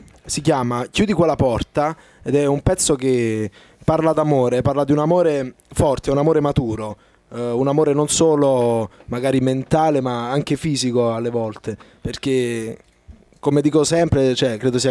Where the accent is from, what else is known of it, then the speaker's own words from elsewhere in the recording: Capri, Campania, Italy; now in Rome, Italy; Sono nato e cresciuto a Capri e mi sono trasferito a Roma 4 anni fa.